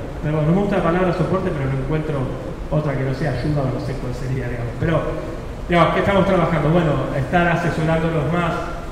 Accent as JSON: {"language": "Spanish", "region": "Buenos Aires", "country": "Argentina", "said": "voy a Buenos Aires, yo soy de Buenos Aires."}